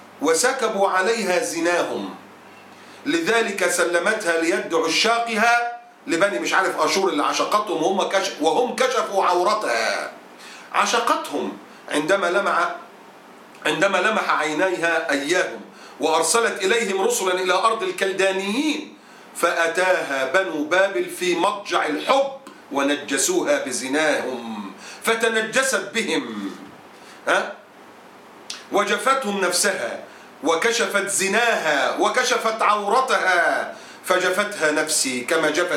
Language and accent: Arabic; Egypt; اللي عندنا في مصر عشان تعرف هم مضطهدين ولا لا.